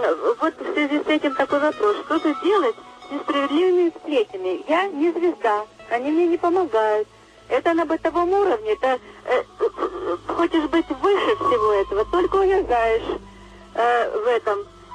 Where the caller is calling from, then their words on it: Zelenograd, Moscow, Russia; Доброй ночи. Я из Зеленограда.